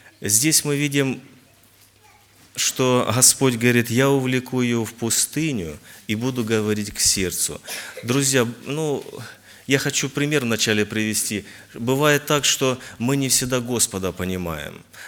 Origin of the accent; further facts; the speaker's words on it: Luhansk Oblast, Ukraine; Я с Украины, с Луганской области. Город Луганский, есть это областной центр, и я сам с области. Женат, у меня трое детей, в церкви служения Благовестника.